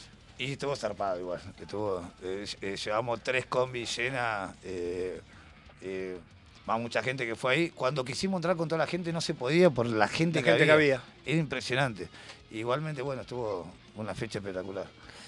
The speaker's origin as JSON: {"language": "Spanish", "town": "Solano", "region": "Buenos Aires Province", "country": "Argentina", "said": "nosotros somos de Solano"}